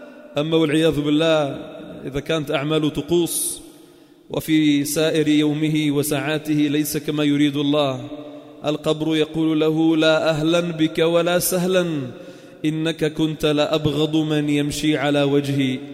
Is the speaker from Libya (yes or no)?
no; Sidon, South Governorate, Lebanon; حدثوني فيها كبار السن عندنا بصيدا